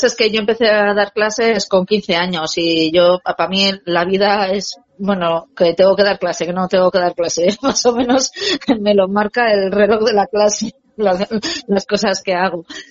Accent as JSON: {"language": "Spanish", "town": "Hernani", "region": "Basque Country", "country": "Spain", "tie": "born or raised there", "also_born_or_lived": "Donostia", "lives_now": "Aracena, Spain", "said": "Que nací, bueno, en Donosti porque el hospital estaba ahí, pero en Hernani he vivido durante muchos años y después en Donosti, pero bueno, ahora nos pilláis en Aracena, Huelva."}